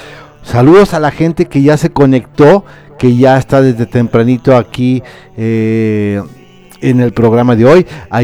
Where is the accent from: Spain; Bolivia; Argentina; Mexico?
Mexico; Irapuato, Guanajuato; de Irapuato, Guanajuato.